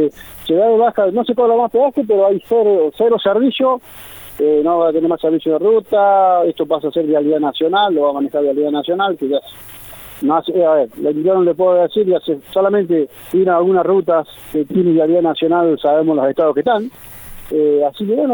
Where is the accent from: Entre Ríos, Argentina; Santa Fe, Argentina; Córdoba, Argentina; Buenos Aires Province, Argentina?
Córdoba, Argentina; Todos los trabajadores, tanto de las empresas tercizadas como el peaje, somos de Santa María de Punilla a Capilla del Monte, todos los trabajadores.